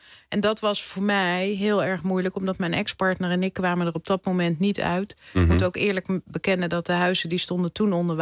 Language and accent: Dutch; North Holland, Netherlands; mijn vader die is huisarts geweest. Mijn moeder verpleegkundige. Ik ben in het Gooi opgegroeid. En we woonden altijd heel groot, ruim.